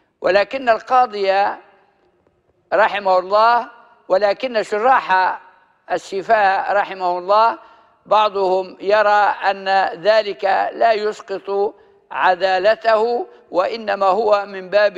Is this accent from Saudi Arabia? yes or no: no; Libya; accent: Libyan; والتكريع في الماء معلوم في لهجتنا الليبية